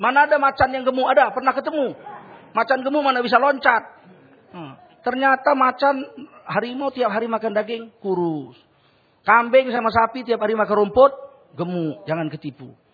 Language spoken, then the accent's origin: Indonesian; North Sumatra, Indonesia; Jadi kalau kami orang Sumatera Utara, kalau istrinya gemuk, berarti suaminya baik.